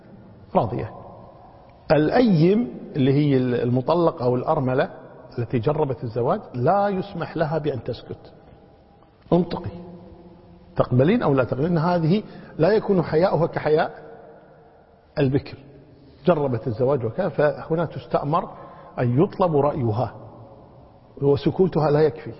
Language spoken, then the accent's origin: Arabic; Kuwait; عندنا في الكويت هنا البنوة مقدمة على الأبوة